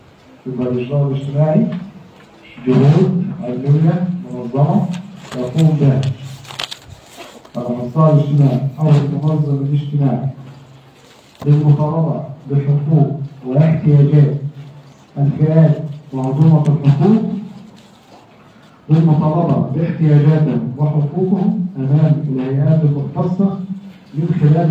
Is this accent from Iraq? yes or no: no; Egypt; موجود عندنا في مصر عموما.